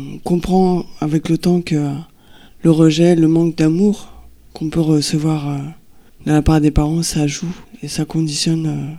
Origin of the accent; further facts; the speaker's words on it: Île-de-France, France; Je suis née à Paris.